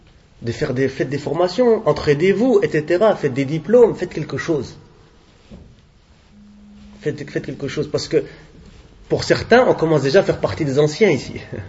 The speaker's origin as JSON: {"language": "French", "country": "Morocco", "said": "On leur dit, viens chez nous au Maroc, viens, marhaban. Viens chez nous dans nos pays musulmans."}